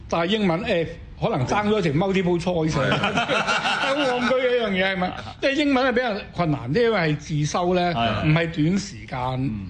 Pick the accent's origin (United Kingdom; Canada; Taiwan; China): China; Guangdong; 因為我哋廣東人係口頭嘅語言，寫係有分別啊嘛